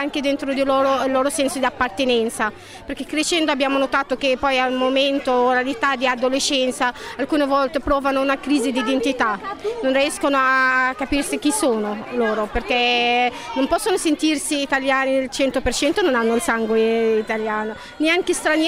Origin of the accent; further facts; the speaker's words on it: Egypt; now in Italy; sono egiziana, sono qua in Italia da 10 anni